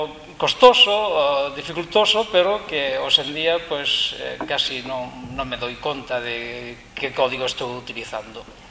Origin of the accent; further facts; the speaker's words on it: Jaén, Andalusia, Spain; Galician is a second language; now in Galicia, Spain; son de Jaén. Estou vivendo aquí en Galicia dende o ano 95, vai para 14 anos. Cando viña a vivir a Galicia, tomei a determinación de falar galego